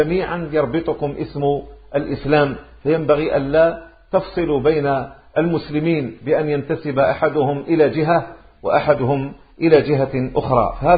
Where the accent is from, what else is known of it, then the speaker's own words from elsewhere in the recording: Maghnia, Tlemcen Province, Algeria; أقول له أنا من مغنية